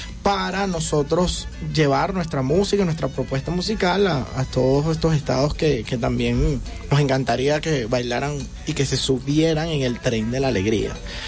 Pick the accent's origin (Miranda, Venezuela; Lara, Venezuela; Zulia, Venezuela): Miranda, Venezuela; Petare; de Petare, con toda seguridad.